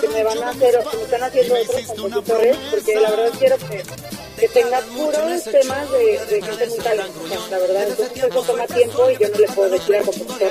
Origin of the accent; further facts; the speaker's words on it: Tijuana, Baja California, Mexico; also born or lived in Ciudad Juárez; yo soy norteña, como te digo, residí en Ciudad Juárez, sí. Viví en Tijuana, mis papás me llevaron a los 11 años a Tijuana, y escuchaba todo el tiempo música de banda y norteño